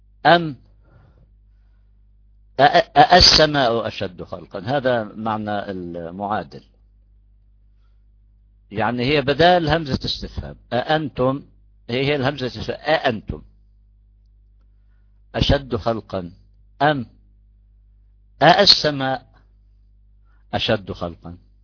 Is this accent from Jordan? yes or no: yes; Jordan; بعد صلاة العشاء عندنا في الأردن